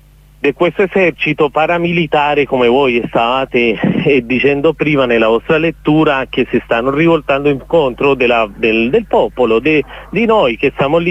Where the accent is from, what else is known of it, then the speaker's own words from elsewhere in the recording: Cali, Valle del Cauca, Colombia; Italian is a second language; io che sono di Cali, tu che la conosci, per noi è molto importante, una maglietta, fa parte della nostra cultura, che si chiama la guayabera